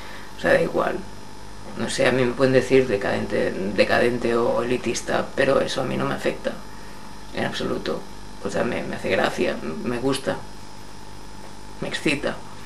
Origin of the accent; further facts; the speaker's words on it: Madrid, Community of Madrid, Spain; first language Spanish; no porque sea madrileño, sino porque es mi lengua materna y en la que estoy más feliz